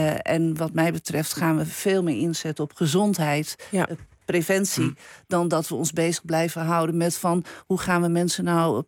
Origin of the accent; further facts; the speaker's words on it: Netherlands; ik denk dat wij als Nederlander ook wel vinden dat we zo'n beetje overal recht op hebben.